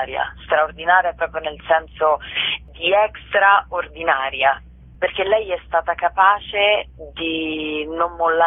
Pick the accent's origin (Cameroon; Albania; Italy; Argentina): Italy; Rome, Lazio; io sono romana